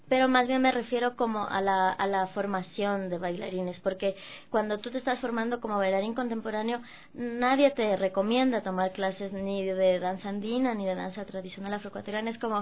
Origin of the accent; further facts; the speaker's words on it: Ecuador; enfrentarme a la danza ecuatoriana, digo, me parece como... Y lógico que haya tanta riqueza en mi país